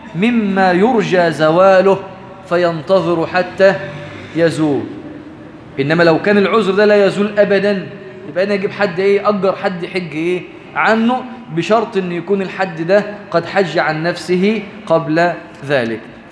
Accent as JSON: {"language": "Arabic", "country": "Egypt", "said": "احنا كمصريين بنموت في التسليك"}